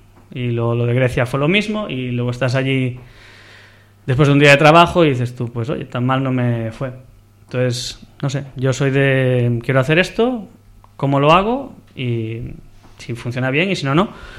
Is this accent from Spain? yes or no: yes; Vigo, Galicia, Spain; Yo soy de Vigo